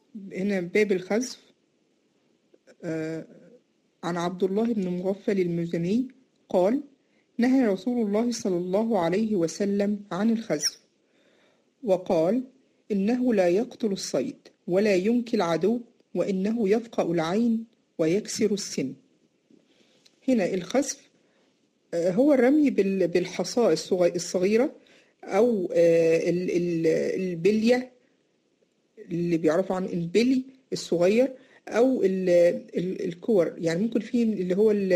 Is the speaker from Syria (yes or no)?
no; Egypt; اللي هو بيسموه عندنا في مصر النبلة